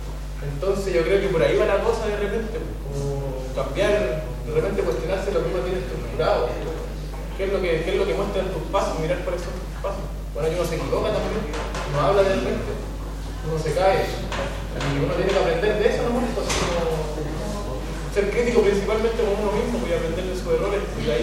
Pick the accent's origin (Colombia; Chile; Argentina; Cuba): Chile; Yo soy chileno, mapuche